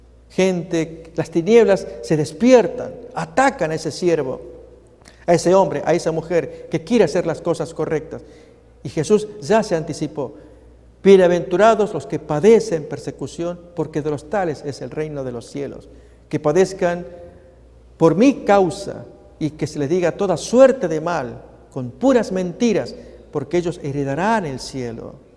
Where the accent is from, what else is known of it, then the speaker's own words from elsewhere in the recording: Argentina; Y finalmente lo revelaron allí en los medios en mi país, Argentina.